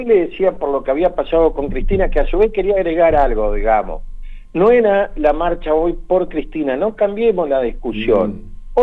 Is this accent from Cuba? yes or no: no; Argentina; que nosotros podamos decidir como argentinos cuál es el destino de nuestro país y qué país queremos.